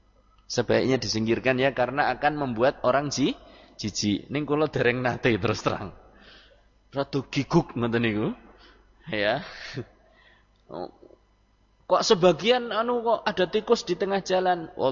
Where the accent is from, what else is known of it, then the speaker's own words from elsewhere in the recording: Prembun, Central Java, Indonesia; Kita punya kenalan di daerah Prembun, desa saya.